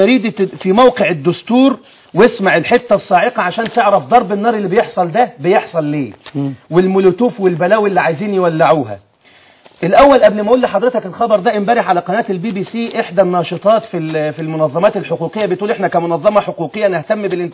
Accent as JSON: {"language": "Arabic", "town": "Alexandria", "region": "Alexandria Governorate", "country": "Egypt", "said": "يعني خذ عندك، عندي في الإسكندرية"}